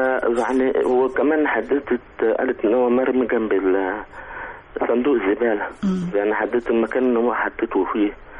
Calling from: Giza, Giza Governorate, Egypt

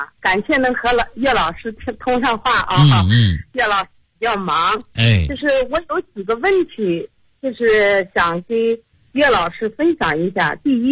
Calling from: Urumqi, Xinjiang, China; 我是新疆的你的听众，也是你的会员，

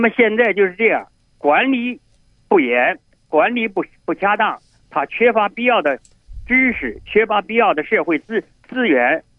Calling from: Beijing, China; 我是北京的。

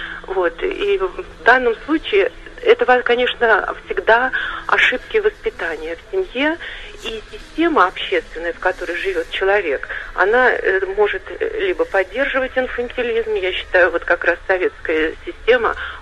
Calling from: Sergiev Posad, Moscow Oblast, Russia; Да, я дозвонилась из Сергиева Посада.

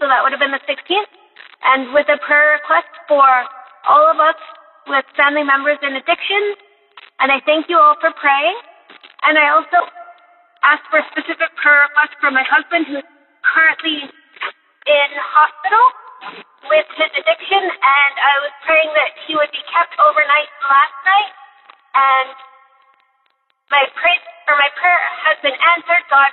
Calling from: Mission, British Columbia, Canada; I'm calling from Mission Brothers Columbia, Canada.

